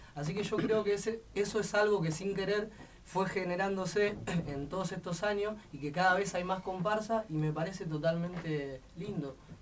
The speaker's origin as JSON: {"language": "Spanish", "town": "La Plata", "region": "Buenos Aires Province", "country": "Argentina", "said": "yo toco candombe de acá, yo soy de acá de La Plata"}